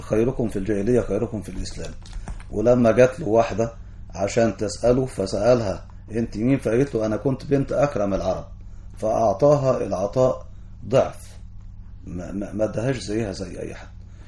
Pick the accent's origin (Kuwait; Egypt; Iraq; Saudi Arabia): Egypt; لو رجعنا لأخلاقياتنا كمصريين البلد دي هتبقى رائدة زي ما كانت طول عمرها